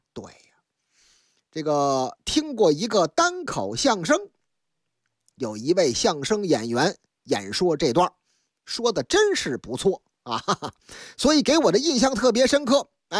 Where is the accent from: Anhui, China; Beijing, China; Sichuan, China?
Beijing, China; 不过说起来还得首先说咱的老乡，老家呢是大北京啊。